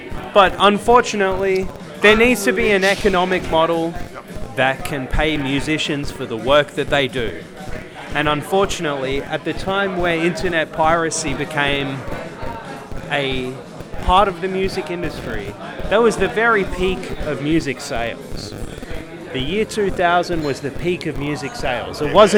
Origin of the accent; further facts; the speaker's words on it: Melbourne, Victoria, Australia; So, I came over from Melbourne, Australia, and I'm just drunk in a club right now in Amsterdam.